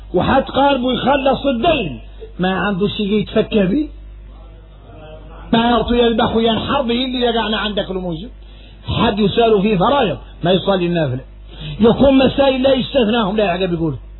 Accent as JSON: {"language": "Arabic", "country": "Mauritania", "said": "احنا موريتاني"}